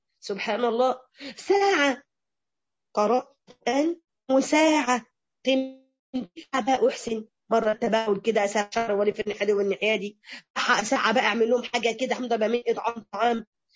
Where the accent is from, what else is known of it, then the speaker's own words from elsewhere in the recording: Morocco; انا من المغرب